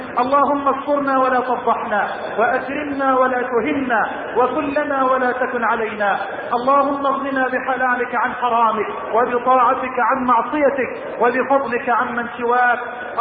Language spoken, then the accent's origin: Arabic; Egypt; اللهم لا تحرم بلدنا مصر من الأمن والأمان،